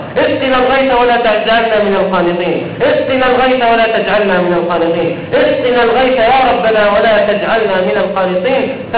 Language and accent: Arabic; Jordan; وأن تحفظ بلادنا الأردن